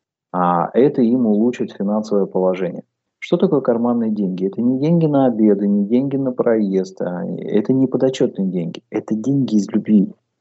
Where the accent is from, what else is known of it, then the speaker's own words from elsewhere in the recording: Kemerovo Oblast, Russia; moved away as an adult; also born or lived in Tomsk; now in Sevastopol; я проживаю в Севастополе 7 лет. До этого проживал в Томске. То есть я житель и уроженец Западной Сибири. Я родился в Кемеровской области, работал в Кемерово и Томске